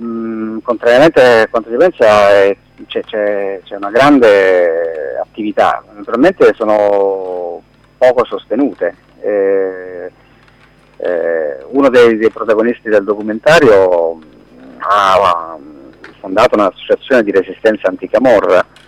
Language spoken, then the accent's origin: Italian; Pozzuoli, Campania, Italy; Io conoscevo marginalmente la realtà Scampia perché sono della zona, sono di Pozzuoli